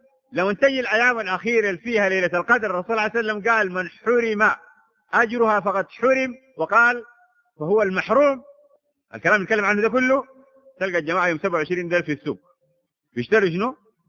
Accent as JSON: {"language": "Arabic", "country": "Sudan", "said": "والحمد لله هذه عندنا في السودان يا أخواننا"}